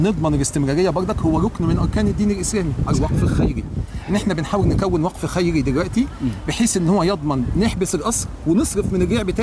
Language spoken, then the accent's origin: Arabic; Egypt; احنا مصريين يا فندم